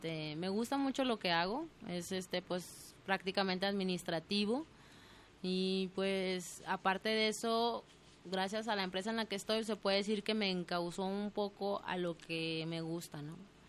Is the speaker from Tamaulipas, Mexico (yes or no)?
no; Guadalajara, Jalisco, Mexico; born there; Nací aquí en Guadalajara, Jalisco. No me ve mis ojos, tapatíos.